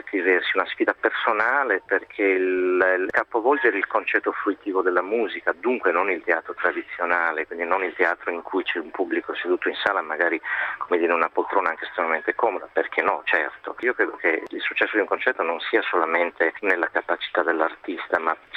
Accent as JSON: {"language": "Italian", "region": "Sardinia", "country": "Italy", "said": "seppur poi sono un sardo che ama poi condividere naturalmente questa che io chiamo ricchezza con il mondo"}